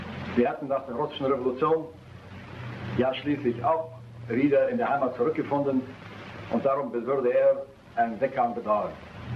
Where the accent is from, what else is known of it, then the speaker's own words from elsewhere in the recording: Tallinn, Harju County, Estonia; Geboren bin ich in der Hansestadt Reval, hoch oben am finnischen Meerbusen.